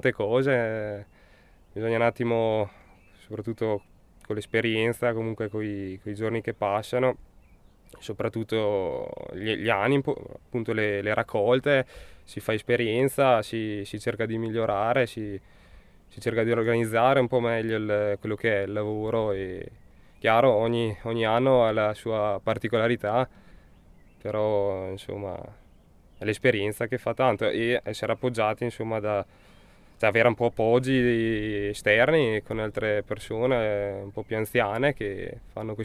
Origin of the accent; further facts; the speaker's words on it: Volano, Trentino-Alto Adige, Italy; sono di Volano, insomma, 22